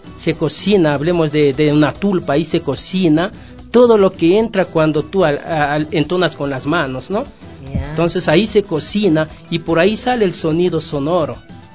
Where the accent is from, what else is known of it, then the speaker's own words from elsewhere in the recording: Carpuela, Imbabura, Ecuador; yo soy de Imbabura, Valle del Chota, Carpuela. Ese es mi pueblo.